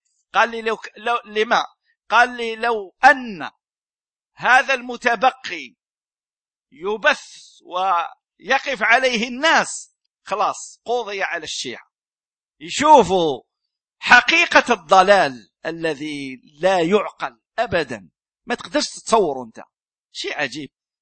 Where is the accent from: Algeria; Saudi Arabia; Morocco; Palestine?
Algeria; يعني هذا عندنا في الجزائر